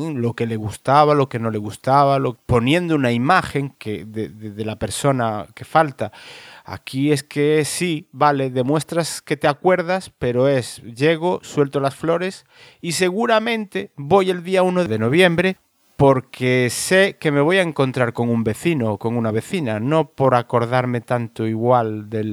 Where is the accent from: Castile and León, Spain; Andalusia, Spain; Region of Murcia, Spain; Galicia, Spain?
Galicia, Spain; de donde soy yo, en Galicia.